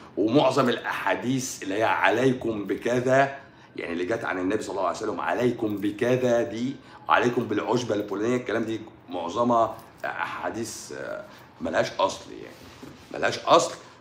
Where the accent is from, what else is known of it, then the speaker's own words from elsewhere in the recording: Egypt; احنا بقى عايزين نعمل واحده احنا عندنا في مصر